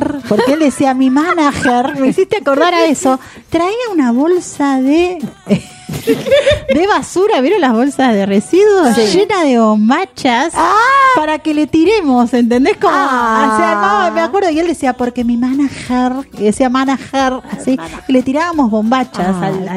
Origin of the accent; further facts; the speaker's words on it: Argentina; hola, grupo. Soy de Argentina.